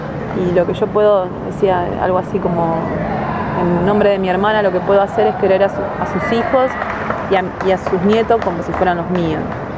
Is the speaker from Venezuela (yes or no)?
no; Ramallo, Buenos Aires Province, Argentina; Mi pueblo es chiquito, entonces mi pueblo fue todo, están todos convulsionados. Y ahora con el juicio, me hicieron un par de entrevistas a unos amigos míos que son un compañero en otro de comunicación, entonces salió en el diarito de Ramallo